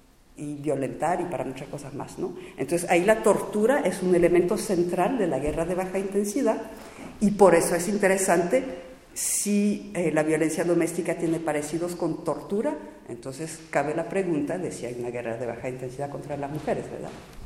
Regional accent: France; y además nuevamente como francesa, desgraciadamente siento una responsabilidad especial

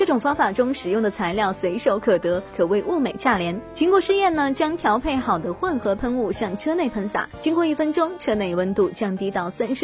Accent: Beijing, China; 但即使这样呢，依然挡不住咱们北京人对吃的喜爱。

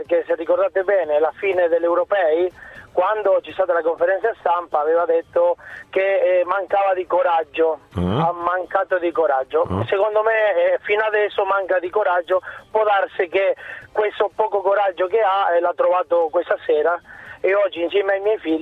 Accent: Argentina; Quella argentina, perché io sono argentino.

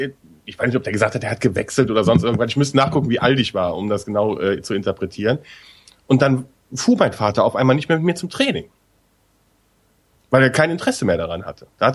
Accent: West Germany, Germany; Ich bin ja im Westen groß geworden, da ging's.

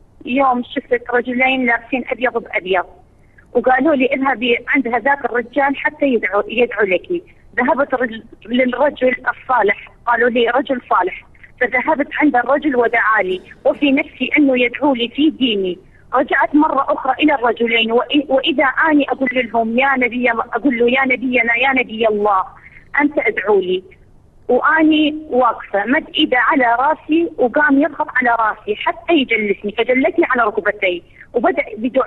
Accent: Iraq; Arabic is a second language; وإحنا نازحين وفقدنا كل ما نملك في العراق في الوقت الحالي

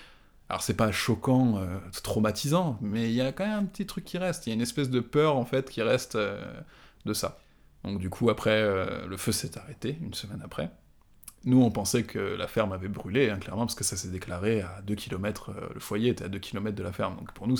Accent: France; j'ai bénéficié aussi du fait que j'étais français.

